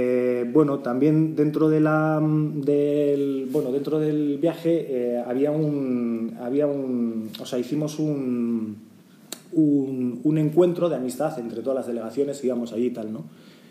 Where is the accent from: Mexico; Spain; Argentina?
Spain; Basque Country; yo soy vasco, hicimos dos socatiras y las dos perdimos